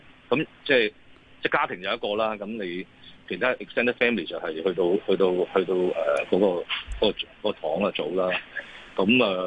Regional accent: New Territories, Hong Kong; 咁我哋新界人對鄉議局都係有信心嘅

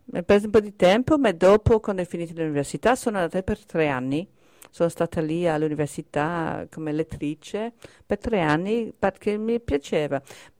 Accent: Wales, United Kingdom; Italian is a second language; dall'Inghilterra, vengo da Galles.

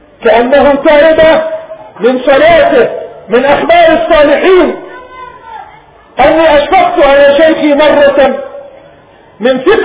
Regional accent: Palestine; وأن نتنازل عن بلادنا فلسطين

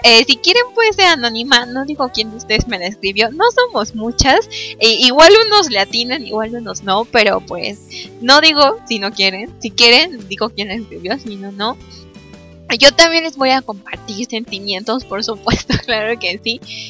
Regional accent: Mexico; yo soy de México

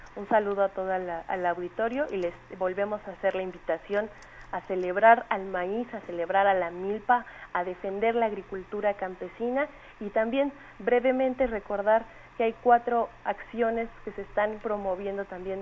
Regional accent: Mexico; todos los días como mexicanas y mexicanos, consumir maíz

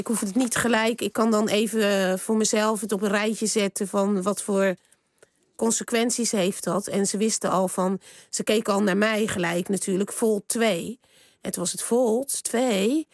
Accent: Rotterdam, South Holland, Netherlands; Ik kom uit Rotterdam.

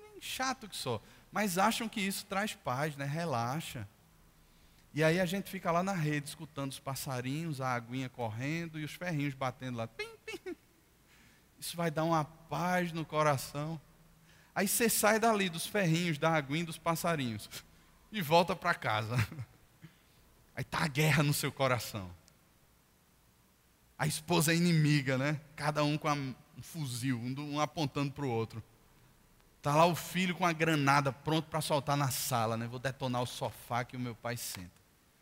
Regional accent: Brazil; a minha carteira de identidade que diz que eu sou brasileiro

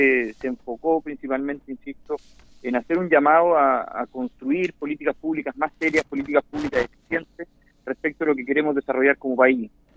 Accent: Chile; las temáticas más necesarias que estamos viviendo hoy día como chilenos

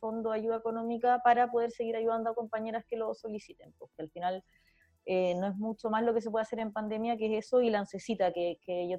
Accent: Santiago, Santiago Metropolitan Region, Chile; que si bien soy de Santiago, vengo de haber hecho activismo solo en regiones, recién me devolví a Santiago

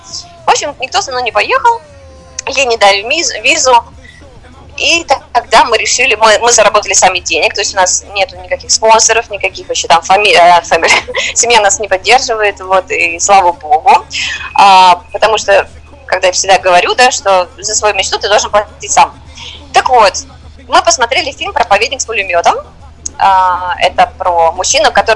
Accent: Moscow, Russia; now in Uganda; Да-да-да, я из России, я из Москвы.

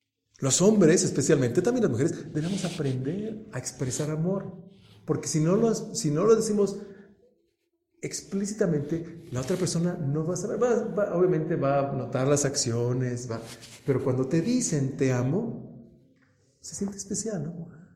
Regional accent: Toluca, State of Mexico, Mexico; Uno, porque somos de Toluca, y otro porque yo soy hombre. Y los hombres en Toluca somos estoicos.

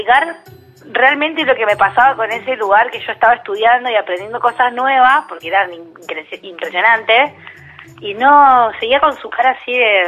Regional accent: Santa Fe, Argentina; es de la misma provincia que yo soy de Santa Fe

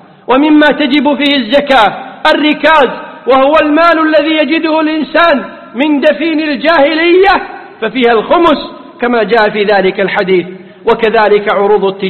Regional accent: Kuwait; والذي يفتى به اليوم في بلدنا الكويت

